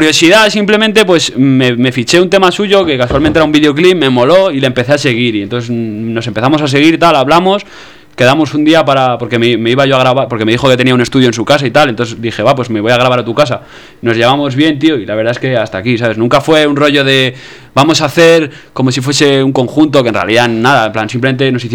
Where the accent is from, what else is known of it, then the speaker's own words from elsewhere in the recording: Galapagar, Community of Madrid, Spain; yo soy de Galapagar